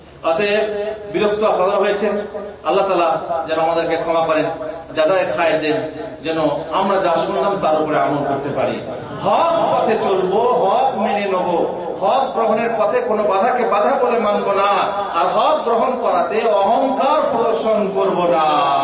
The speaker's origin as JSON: {"language": "Bangla", "town": "Bardhaman", "region": "West Bengal", "country": "India", "tie": "born or raised there", "also_born_or_lived": "Uttar Pradesh", "moved": "as an adult", "said": "আমার হচ্ছে পশ্চিম বাংলা, বর্ধমানে আমার বাড়ি, শিক্ষা দীক্ষা বর্ধমানে, তারপর উত্তরপ্রদেশে, উত্তরপ্রদেশ থেকে স্কলারশিপ নিয়ে মদিনা ইউনিভার্সিটিতে পড়াশোনা করেছি।"}